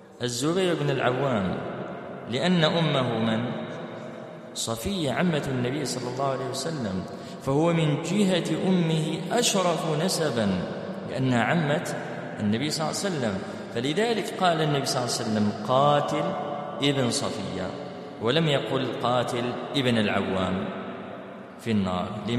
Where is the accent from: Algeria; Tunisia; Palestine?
Algeria; طبعا احنا عندنا في الجزائر سيرين اسم بنت